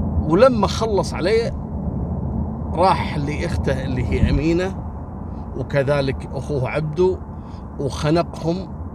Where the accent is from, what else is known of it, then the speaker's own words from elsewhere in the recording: Kuwait; أما القضية الثالثة اللي حصلت قبل يومين عندنا في الكويت